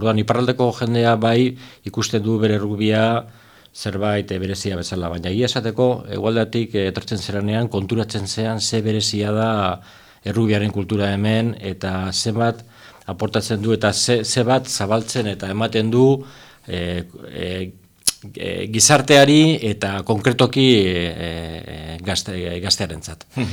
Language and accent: Basque; San Sebastián, Basque Country, Spain; now in Hendaye, France; ni donostiarra naiz, osea, endaian bizierren donostiarra naiz